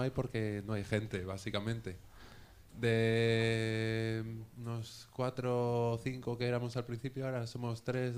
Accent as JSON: {"language": "Spanish", "town": "Guadalix de la Sierra", "region": "Community of Madrid", "country": "Spain", "said": "Soy de Guadalís de la Sierra."}